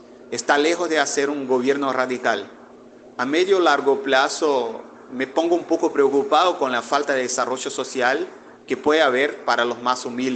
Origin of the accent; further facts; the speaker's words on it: Amaraji, Pernambuco, Brazil; Acá en mi pueblo, por ejemplo, llamado Amaragi, que queda a 100 kilómetros de la capital de mi provincia, Pernambuco